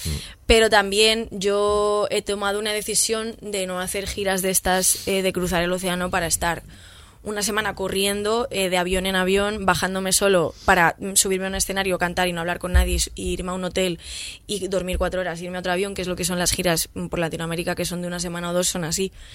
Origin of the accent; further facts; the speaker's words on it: Madrid, Community of Madrid, Spain; yo desconocía, pues porque soy una persona de Madrid.